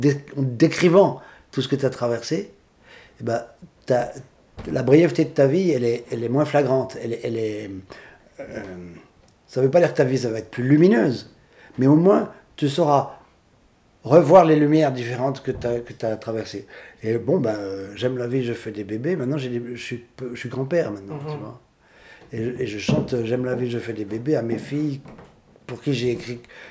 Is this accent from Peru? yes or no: no; Switzerland; also born or lived in Paris, France; Je suis Suisse.